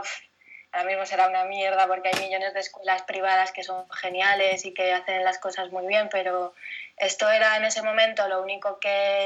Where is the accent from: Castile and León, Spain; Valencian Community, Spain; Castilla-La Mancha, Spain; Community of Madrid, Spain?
Community of Madrid, Spain; Madrid; also born or lived in France; desde pequeña estaba en Madrid. Yo nací en Francia, pero yo estaba en Madrid desde los, no sé, 8 años, una cosa así. No, un poco antes, yo creo, incluso. Sí, de Madrid.